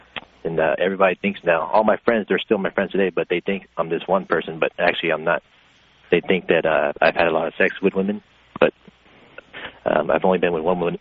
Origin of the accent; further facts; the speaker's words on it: Philadelphia, Pennsylvania, United States; moved away as an adult; now in Seattle, United States; I moved over from Philadelphia when I was 18, moved to Seattle, Washington.